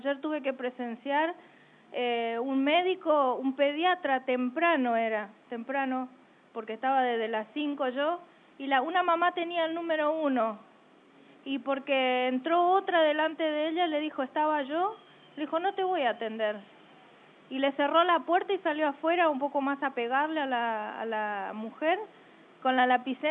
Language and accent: Spanish; Chaco, Argentina; porque uno piensa que porque viene del interior, yo soy chaqueña, y te escuchan hablar